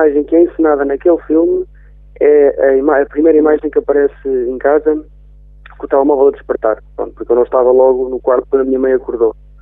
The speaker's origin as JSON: {"language": "Portuguese", "town": "Travanca de Lagos", "region": "Coimbra", "country": "Portugal", "tie": "born or raised there", "said": "ao fim de semana consigo ir para Oliveira, a Travanca de Lagos mais concretamente, que é a minha aldeia"}